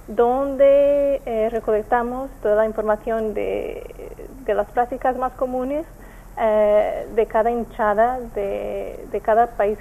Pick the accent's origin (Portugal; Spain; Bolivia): Portugal; Spanish is a second language; Yo soy portuguesa.